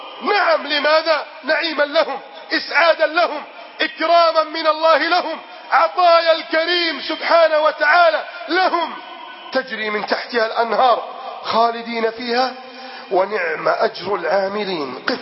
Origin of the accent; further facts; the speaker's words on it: Egypt; اللهم احفظ بلدنا مصر من كيد الكائدين